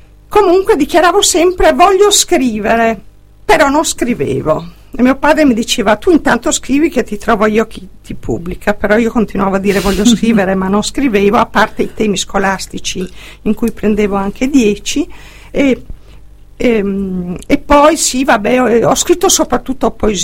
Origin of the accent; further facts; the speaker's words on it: Trieste, Friuli-Venezia Giulia, Italy; born there; Sono nata a Trieste il 29 dicembre 1950.